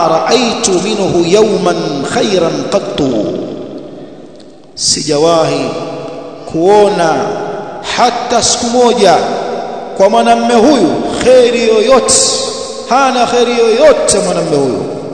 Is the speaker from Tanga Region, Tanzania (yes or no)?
yes; Tanga, Tanga Region, Tanzania; Kule kwetu Tanga, kwenye harusi ya kina mama wakiimbaimba, wanamtaja bwana harusi kwenye nyimbo